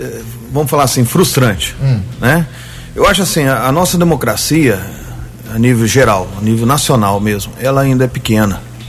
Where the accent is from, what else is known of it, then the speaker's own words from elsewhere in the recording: Guaranésia, Minas Gerais, Brazil; Eu não sou natural de Guaranésia, né?